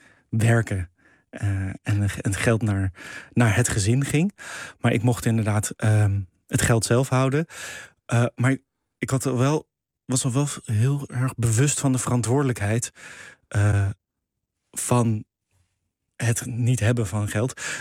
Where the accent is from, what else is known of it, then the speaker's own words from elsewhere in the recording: The Hague, South Holland, Netherlands; We zijn vrij vroeg verhuisd. Dus ik ben in de Schilderswijk geboren, maar daarna in het oude centrum van Den Haag opgegroeid. En in Voorburg, zo'n buitenwijk in Den Haag op school gezeten.